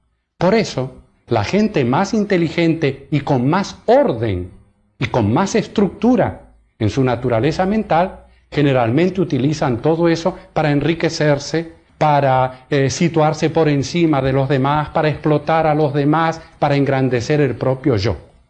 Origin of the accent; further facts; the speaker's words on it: Argentina; En mis viajes y también en mi país, en Argentina